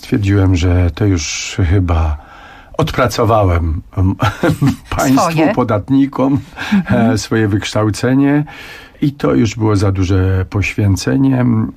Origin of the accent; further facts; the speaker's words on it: Podhale, Poland; jestem zurbanizowanym góralem.